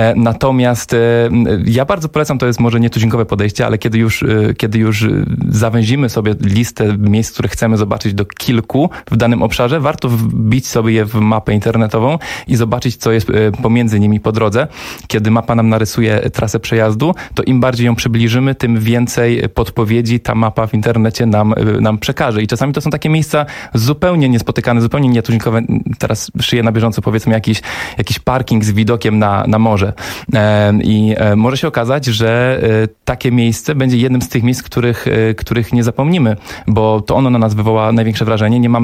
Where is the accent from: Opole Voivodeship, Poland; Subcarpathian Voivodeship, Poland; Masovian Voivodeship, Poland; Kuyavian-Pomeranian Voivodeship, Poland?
Opole Voivodeship, Poland; pochodzę z Opolszczyzny, która szczerze uważam, że jest takim najbardziej niedocenianym turystycznie obszarem naszego kraju